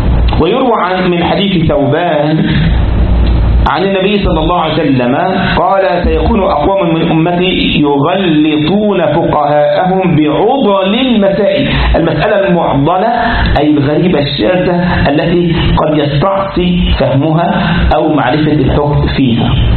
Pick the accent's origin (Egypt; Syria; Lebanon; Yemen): Egypt; عندنا في مصر يقول لك كده اسأل مجرب ولا تسأل طبيب